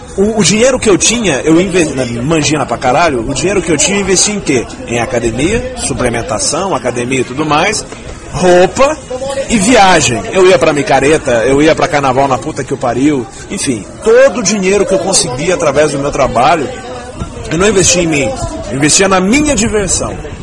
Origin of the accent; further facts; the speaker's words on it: Minas Gerais, Brazil; now in São Paulo, Brazil; Pra quem não me conhece, eu sou mineiro, eu tô aqui em São Paulo há 6 meses, e eu vim pra cá justamente porque eu tinha recebido uma proposta de emprego